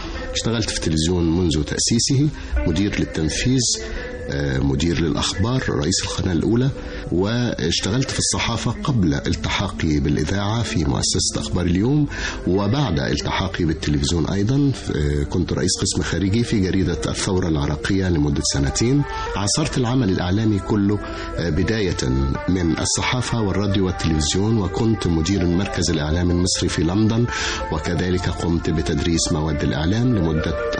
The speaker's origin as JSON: {"language": "Arabic", "town": "Cairo", "region": "Cairo Governorate", "country": "Egypt", "tie": "born or raised there", "said": "أنا أبويا وأمي وأهلي كلهم، بس أبويا كان موظف في القاهرة، فتولدت في القاهرة وعشت في القاهرة، لكن كل قرايبي صعيدة صعيدة يعني. كنت أروح أزورهم في الأجازات الصيفية، وبعتز على فكرة بأن أنا صعيدي"}